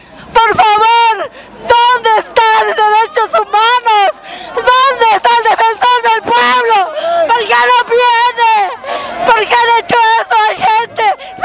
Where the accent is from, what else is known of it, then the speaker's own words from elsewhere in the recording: El Alto, La Paz, Bolivia; nosotros somos ciudadanas también del Alto.